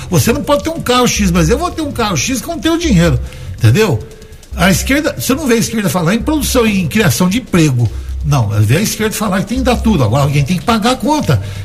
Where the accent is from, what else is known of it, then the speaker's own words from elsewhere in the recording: Brazil; E sou brasileiro, eu acho o seguinte